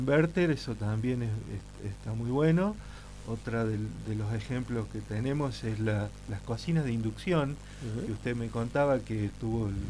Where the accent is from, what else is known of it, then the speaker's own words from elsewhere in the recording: San Lorenzo, Argentina; Yo soy de San Lorenzo y soy más que un curioso